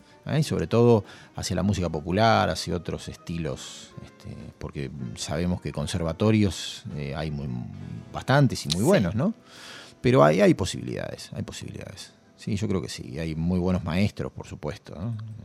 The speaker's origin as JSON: {"language": "Spanish", "town": "General Pico", "region": "La Pampa", "country": "Argentina", "tie": "born or raised there", "said": "Claro, porque en mi ciudad natal, en General Pico, las calles tienen nombres, pero tienen números."}